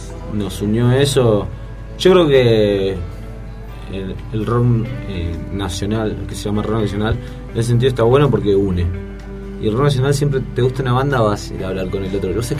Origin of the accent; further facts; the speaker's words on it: Buenos Aires, Argentina; nosotros somos de Recife, provincia de Buenos Aires, lugar de que somos oriundos, nacimos ahí, ahora vivimos acá, estamos instalados acá, pero somos de ahí, muy orgullosos de ser de Recife.